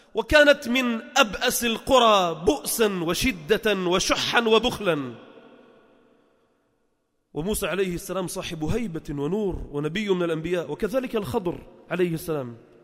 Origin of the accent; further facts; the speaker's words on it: Beirut Governorate, Lebanon; وقبره عندنا في لبنان في بيروت المحروسة